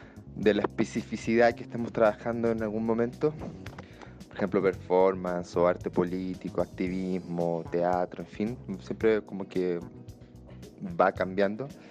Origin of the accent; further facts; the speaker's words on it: Chile; now in Mexico; como somos chilenos radicados en México